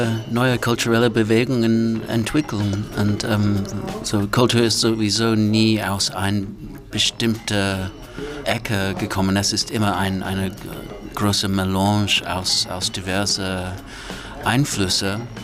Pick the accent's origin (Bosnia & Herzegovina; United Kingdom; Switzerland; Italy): United Kingdom; German is a second language; moved away as an adult; now in Germany; Ich fühlte mich irgendwie weggestoßen von meinem Heimatland. Auch weil über die Jahre habe ich mein Recht als britischer Europäer sehr genutzt, um mein Leben hier aufzubauen.